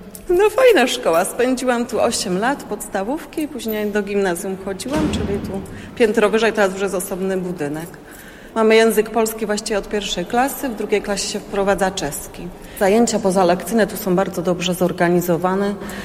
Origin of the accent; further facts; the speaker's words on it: Český Těšín, Moravian-Silesian Region, Czechia; Ja jestem Polką, tu z Zaolzia, z czeskiego Cieszyna.